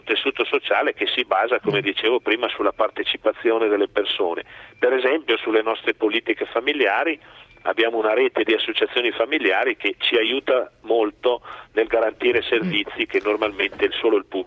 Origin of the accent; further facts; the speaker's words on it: Milan, Lombardy, Italy; io sono figlio di genitori trentini emigrati negli anni 50 a Milano, quindi sono nato a Milano, ho vissuto un po' di anni lì.